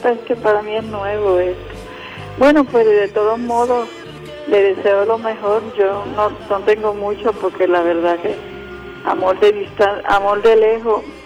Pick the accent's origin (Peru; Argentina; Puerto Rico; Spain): Puerto Rico; yo me crié en Puerto Rico, así que yo sé.